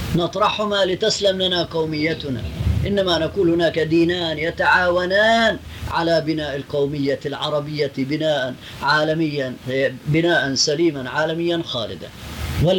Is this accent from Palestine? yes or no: yes; Palestine; وأنا فلسطيني